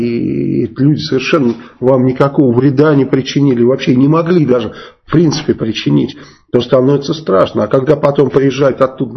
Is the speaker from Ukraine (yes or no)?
no; Saratov, Saratov Oblast, Russia; я вот из Саратова, да, и когда с Энгельса поднимаются бомбардировщики, вот сейчас я там не живу, но когда проживал там